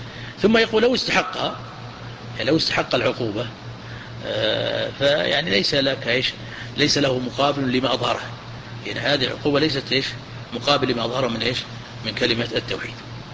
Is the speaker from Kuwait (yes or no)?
no; Najd, Saudi Arabia; هو حبه في العالم عندنا في نجد